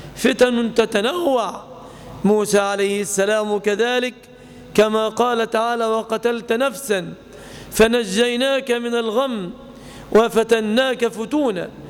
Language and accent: Arabic; Egypt; نعيش في بلادنا مصر زمانا طويلا آمنين مطمئنين،